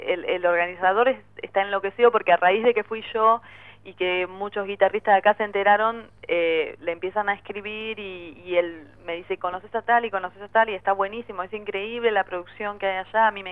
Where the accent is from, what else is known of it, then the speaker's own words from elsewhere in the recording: Ciudadela, Buenos Aires Province, Argentina; si yo crecí en Ciudadela